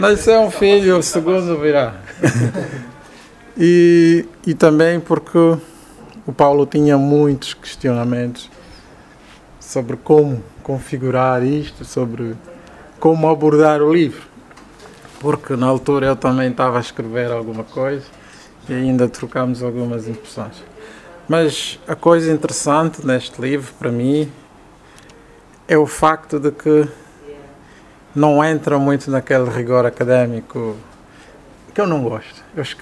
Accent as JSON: {"language": "Portuguese", "town": "Golungo Alto", "region": "Cuanza Norte", "country": "Angola", "said": "eu venho da região do Kwanza Norte, do interior do Golungo Alto, e sou, digamos, da terceira geração da minha família."}